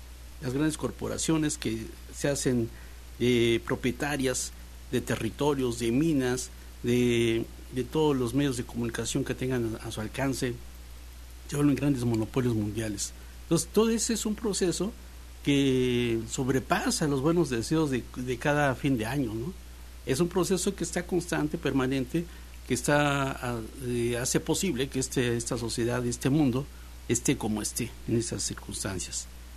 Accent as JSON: {"language": "Spanish", "region": "Veracruz", "country": "Mexico", "said": "nosotros, como mexicanos, como veracruzanos"}